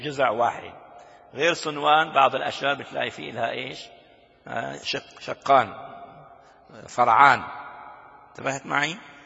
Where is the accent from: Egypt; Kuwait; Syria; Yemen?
Syria; Damascus, Damascus Governorate; عندنا في دمشق الشام